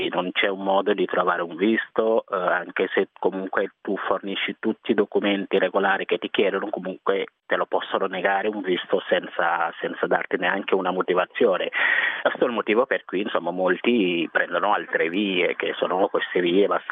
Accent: Senegal; moved away as an adult; now in Italy; sono nato e cresciuto in Senegal fino all'età di 19 anni, quindi a 19 anni sono venuto qui in Italia.

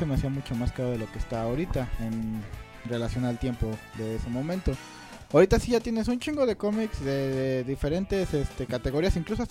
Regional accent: Mexico; porque también soy mexicano.

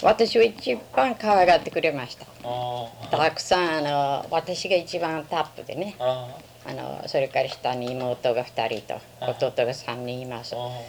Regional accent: Hiroshima, Japan; 広島県です。

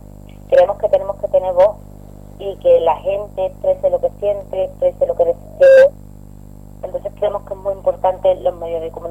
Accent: Andalusia, Spain; Vale, yo soy andaluza

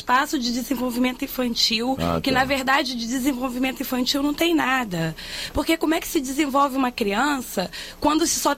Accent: Rio de Janeiro, Brazil; Eu sou da Zona Oeste.

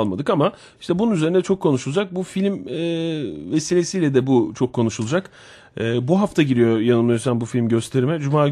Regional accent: Konya, Turkey; born there; Evet Konya doğumluyum.

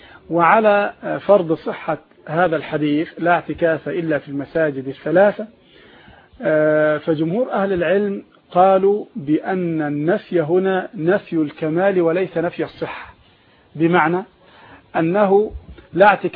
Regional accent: Egypt; احنا عندنا في مصر هنا الرصيد بالضبط

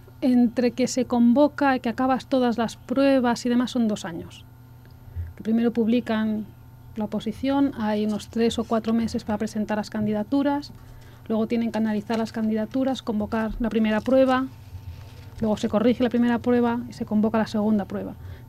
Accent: Valencian Community, Spain; italiano y valenciano, / catalán, uh-huh, porque el nombre oficial es catalán a pesar de que bueno, yo soy valenciana. Y ahora estoy estudiando el croata.

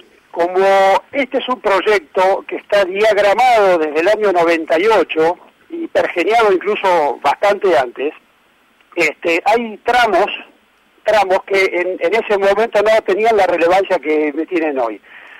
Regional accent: Argentina; lo que nosotros conocemos como argentinos

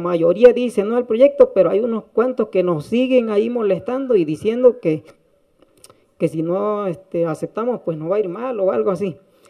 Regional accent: Tataltepec, Oaxaca, Mexico; Cada comunidad agraria, en el caso de Tataltepec, de donde yo vengo representando, se hizo una asamblea general, porque allá así se hace

